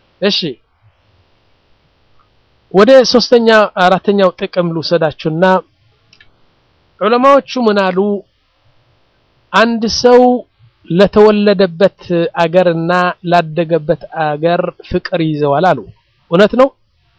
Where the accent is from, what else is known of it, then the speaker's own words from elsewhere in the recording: Mendefera, Debub, Eritrea; moved away; also born or lived in Sudan; አሁን መንደፈራ የምትባለው ከተማ እኔ ያደኩባት 50 ሺህ ሰዎች ያሏት ነው ዋና ከተማ አይደለችም ያኔ ትንሽ ከተማ ነች እዛ ነው ያደኩት